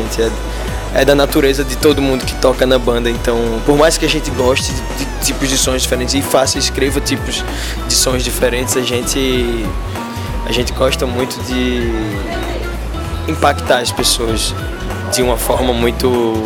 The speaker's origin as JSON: {"language": "Portuguese", "country": "Brazil", "tie": "born or raised there", "said": "daqui do bairro da Boa Vista, que foi onde eu nasci e fui criado."}